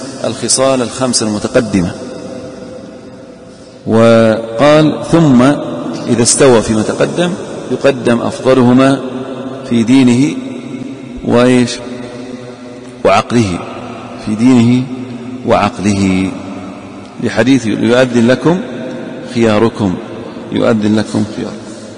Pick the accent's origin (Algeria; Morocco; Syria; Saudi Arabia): Saudi Arabia; Eastern Province; وعندنا في الأحساء الحنفية هناك يقيمون بأذان